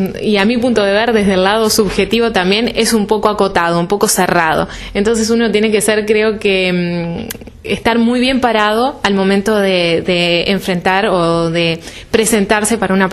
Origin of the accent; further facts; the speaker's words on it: Montevideo, Uruguay; Yo soy de Montevideo, soy de la capital.